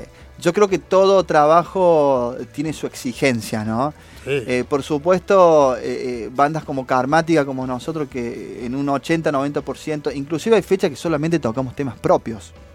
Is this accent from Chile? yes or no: yes; Pudahuel, Santiago Metropolitan Region, Chile; somos de Pudahuel